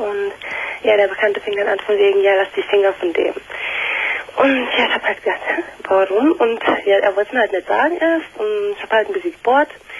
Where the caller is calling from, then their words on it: Bonn, North Rhine-Westphalia, Germany; ich komme aus Bonn